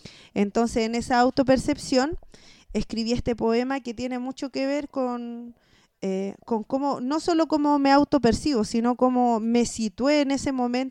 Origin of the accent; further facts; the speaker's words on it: Santiago, Santiago Metropolitan Region, Chile; moved away; soy una ex santiaguina rehabilitada, que cuando partí de Santiago tenía muy romantizado el sur y me fui a vivir a la Patagonia